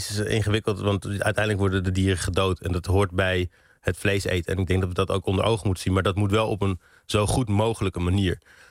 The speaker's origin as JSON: {"language": "Dutch", "region": "England", "country": "United Kingdom", "tie": "born or raised there", "said": "Ik ben opgegroeid in Engeland, of in ieder geval geboren in Engeland."}